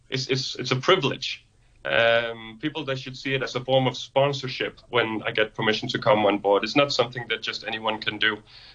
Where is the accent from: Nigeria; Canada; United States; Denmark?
Denmark; English is a second language; And then it's .dk because I'm from Denmark.